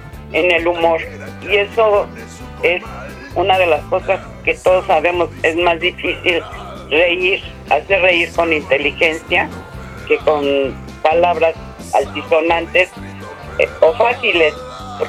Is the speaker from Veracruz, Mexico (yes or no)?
no; Mexico City, Mexico; born there; yo nací en el Distrito Federal y el día que me muera va a ser Distrito Federal también para mí.